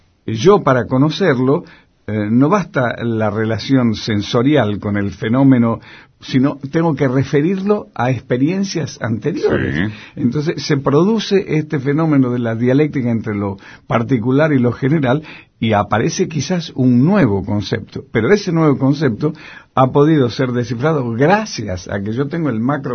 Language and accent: Spanish; Tucumán, Argentina; moved away; yo me atrevo a decirlo, que yo salí huyendo de Tucumán.